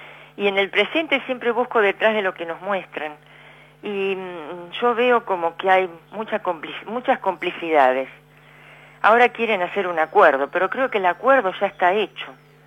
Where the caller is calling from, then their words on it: Berazategui, Buenos Aires Province, Argentina; de Berazategui.